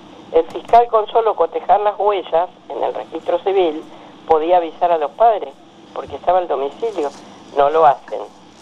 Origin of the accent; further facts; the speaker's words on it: Misiones, Argentina; vengo de la selva de Misiones, que casi me come una anaconda de 10 metros cuando tenía 8 años